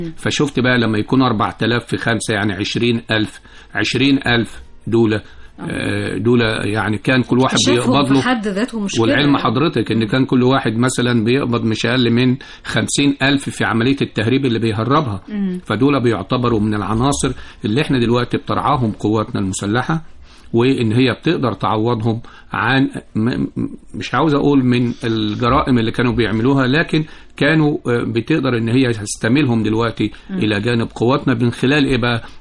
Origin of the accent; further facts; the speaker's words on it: Egypt; وثلث الثروة المعدنية للدنيا دي كلها موجودة عندنا في مصر